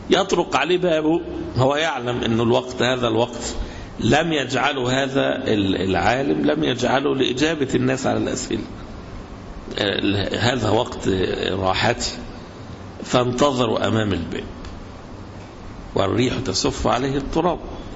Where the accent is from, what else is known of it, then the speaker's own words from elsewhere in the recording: Egypt; يعني هنا عندنا في مصر قبائل كثيرة جدا